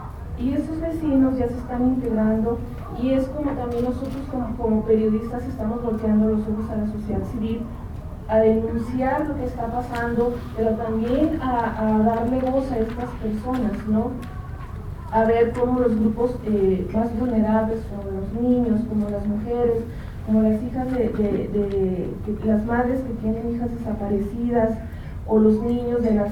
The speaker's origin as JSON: {"language": "Spanish", "region": "Veracruz", "country": "Mexico", "said": "Yo soy de Veracruz."}